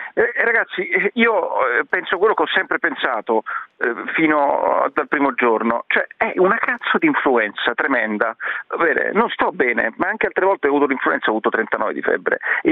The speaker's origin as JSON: {"language": "Italian", "town": "Milan", "region": "Lombardy", "country": "Italy", "lives_now": "Rome, Italy", "said": "Sì, ma io sto a Roma, sono di Milano"}